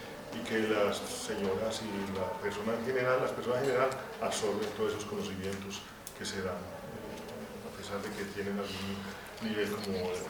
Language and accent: Spanish; Medellín, Antioquia, Colombia; soy de la Comuna 7, del barrio Córdoba